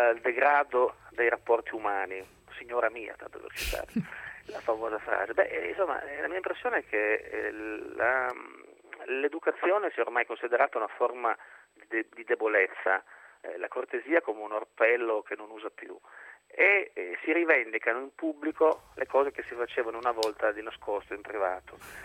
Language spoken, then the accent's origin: Italian; Alba, Piedmont, Italy; del Piemonte degli anni 70 in cui sono cresciuto, che era ad Alba, era un posto insomma un po' grigio, un po' ipocrita, diciamolo pure, però era un posto sobrio, serio